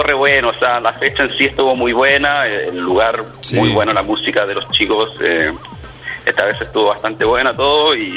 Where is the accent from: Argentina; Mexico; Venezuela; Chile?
Chile; moved away; Ambos somos de Chile, que ya vivimos un par de años acá.